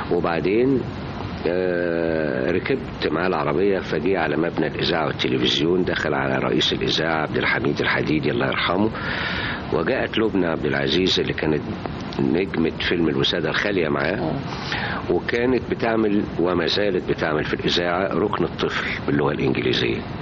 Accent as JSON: {"language": "Arabic", "town": "Alexandria", "region": "Alexandria Governorate", "country": "Egypt", "tie": "born or raised there", "said": "لكن أنا كان عندنا في اسكندرية سينما تعرض أفلام طلياني"}